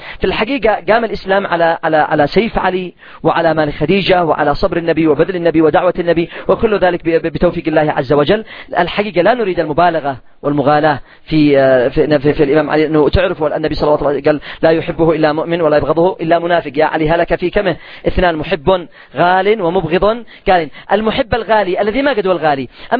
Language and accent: Arabic; Yemen; سعر الدقيق والقمح عندنا في اليمن ما تقلش عن 300 ريال.